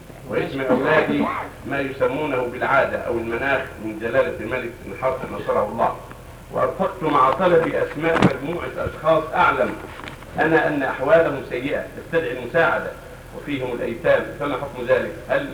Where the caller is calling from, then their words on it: Yemen; يوجد عندنا في اليمن أناس يقال لهم السادة